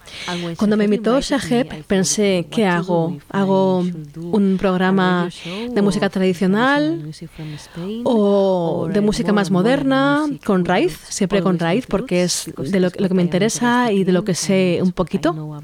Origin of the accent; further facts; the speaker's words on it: Spain; Y cuando decía que soy de España, muchos habréis pensado en flamenco.